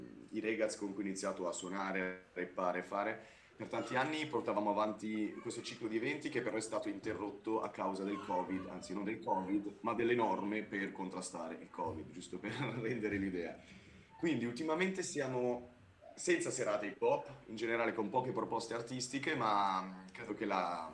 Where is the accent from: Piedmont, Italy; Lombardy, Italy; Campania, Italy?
Lombardy, Italy; Lecco; Raga, io vengo da Lecco, Lecco città di Lecco, terreno strettissimo, sottilissimo tra le montagne e il lago.